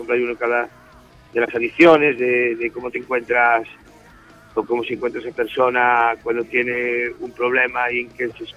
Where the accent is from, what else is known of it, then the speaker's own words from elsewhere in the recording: Galicia, Spain; somos gallegos y tenemos una retranca ya jodida